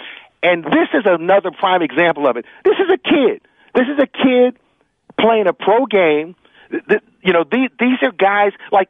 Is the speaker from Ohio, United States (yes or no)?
yes; Cleveland, Ohio, United States; I'm from Cleveland, and for me, that's a sign that you know who I am.